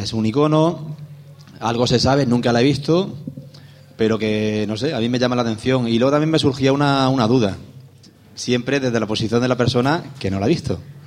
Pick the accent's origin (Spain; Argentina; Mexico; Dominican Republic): Spain; Yecla, Region of Murcia; yo no soy alicantino ni valenciano, soy murciano... Pero a pesar de eso, la gente de Murcia, o de Yecla, en mi caso concreto